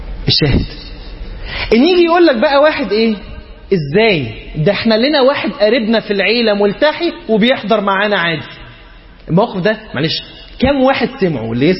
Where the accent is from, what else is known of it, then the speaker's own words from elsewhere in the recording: Egypt; عندنا في مصر منتشر مسألة ان هو تبقى هي محجبة وبتلبس فستان